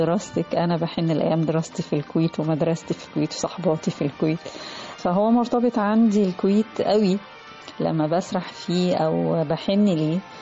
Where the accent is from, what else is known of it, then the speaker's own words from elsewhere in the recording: Egypt; بيضيف لي كإنسانة معنى، بيضيف لي كمصرية قامة.